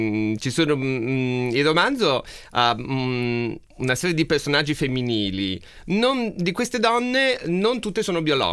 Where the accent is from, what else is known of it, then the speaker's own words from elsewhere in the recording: Trieste, Friuli-Venezia Giulia, Italy; accent: Triestine; ho usato delle parole spagnole e legandole con il mio dialetto d'origine, cioè il triestino, che non è conosciuto in Italia